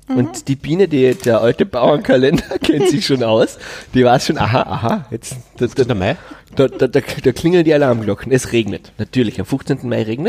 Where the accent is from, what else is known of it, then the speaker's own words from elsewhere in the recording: Vienna, Austria; Ich bin ein Wiener.